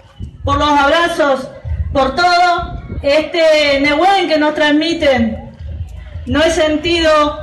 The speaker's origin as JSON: {"language": "Spanish", "region": "Neuquén", "country": "Argentina", "said": "Venimos de Neuquén, venimos de muy lejos para pedir que esto sea plurinacional."}